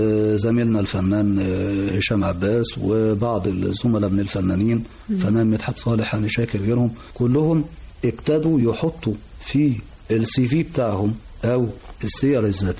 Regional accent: Egypt; لحد ما يجي عندنا في مصر ويبتدي التفاعل ده يحصل

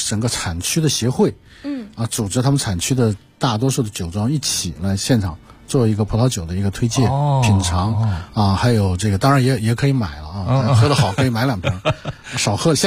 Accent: Beijing, China

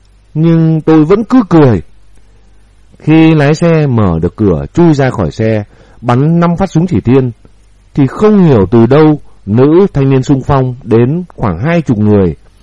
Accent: Bac Giang, Vietnam; Quê tôi có sân bay kép và một ga tàu hỏa, là một ga đi lên phía Bắc của Tổ quốc. Thanh niên, phụ nữ quê tôi náo nức tình nguyện vào Nam đánh Mỹ.

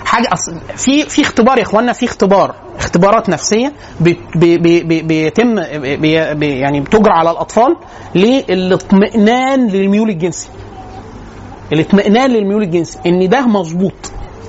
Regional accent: Upper Egypt, Egypt; وانا اصلا من الصعيد

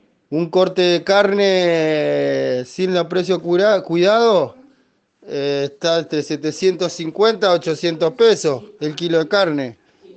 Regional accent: Chubut, Argentina; está pasando acá, en Chubut más que nada

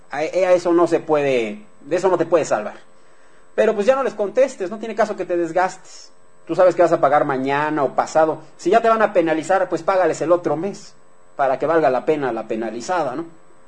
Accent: Mexico; como ciudadanos mexicanos que somos

